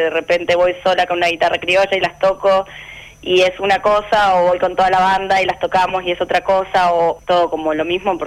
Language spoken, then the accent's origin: Spanish; Rosario, Santa Fe, Argentina; now in Buenos Aires, Argentina; Yo soy de Rosario, entonces me vine a vivir a Buenos Aires a estudiar guitarra.